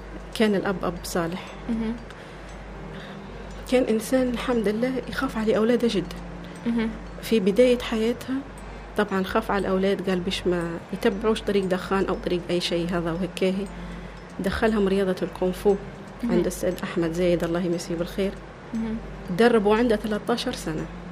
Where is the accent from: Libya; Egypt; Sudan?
Libya; هي مش ليبية وأنا ليبية